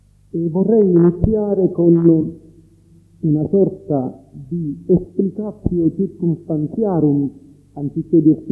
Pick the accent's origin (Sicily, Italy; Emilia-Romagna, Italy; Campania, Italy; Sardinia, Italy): Sicily, Italy; Io sono siciliano e quindi figlio della cristianità